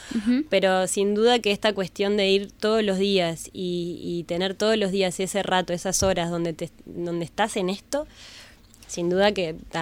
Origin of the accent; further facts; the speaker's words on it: Pando, Canelones, Uruguay; now in Montevideo, Uruguay; yo soy de Pando y viví hasta hace unos años ahí, mi familia está allá, y era muy difícil a mis 14 años encontrar un lugar en Pando